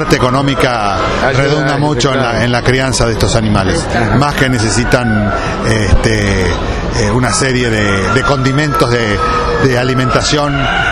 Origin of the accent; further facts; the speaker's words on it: Saladillo, Buenos Aires Province, Argentina; yo empecé a los 8 años cuando yo soy oriundo de Saladillo